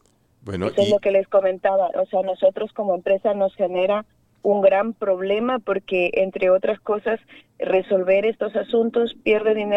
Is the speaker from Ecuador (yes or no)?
yes; Zamora-Chinchipe, Ecuador; Yo soy una persona de Zamora Chinchipe, donde hemos nacido y pisado oro. No he querido explotar mi tierra, mi provincia, y he salido fuera a trabajar para no perjudicar la naturaleza